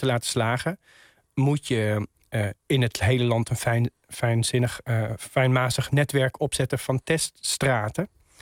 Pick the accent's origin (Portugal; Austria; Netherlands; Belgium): Netherlands; Utrecht; ik kom zelf uit Utrecht.